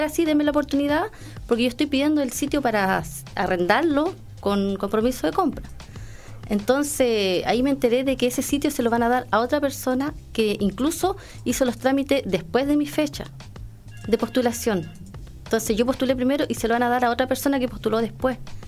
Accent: Chile; Somos todos ciudadanos, somos todos chilenos.

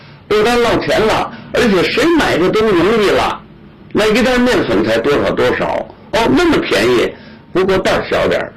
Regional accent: China; 他要制造武器，他要打我们中国人

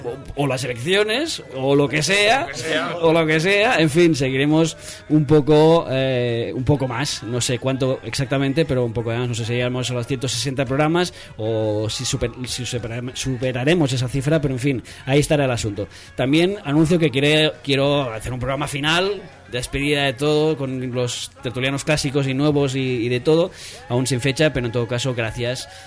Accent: Barcelona, Catalonia, Spain; now in Madrid, Spain; estaré de regreso a Barcelona, mi tierra natal, tras 10 años viviendo aquí en Madrid.

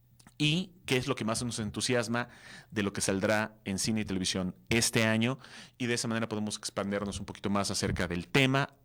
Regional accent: Mexico City, Mexico; born there; regresé ahorita a mi tierra natal, a mi lugar adoptivo, al lugar que más amo, que es la Ciudad de México

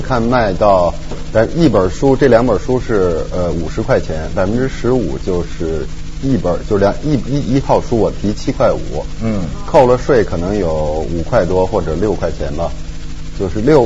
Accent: North China, China; 我就是北方人

